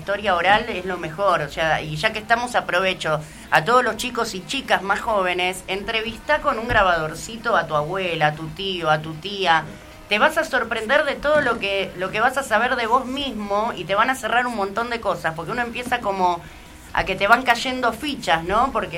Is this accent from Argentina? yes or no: yes; Piñeiro, Buenos Aires Province, Argentina; born there; yo nací acá en Piñeiro, pero mi mamá también y mi abuelo se vino a España escapando de Franco, y desde ahí que estamos ahí